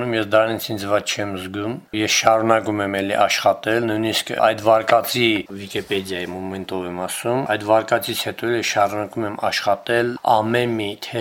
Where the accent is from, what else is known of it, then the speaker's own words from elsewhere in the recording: Shusha, Karabakh, Azerbaijan; երկրորդ պլան մղվել է պարզապես որպես շուշեցի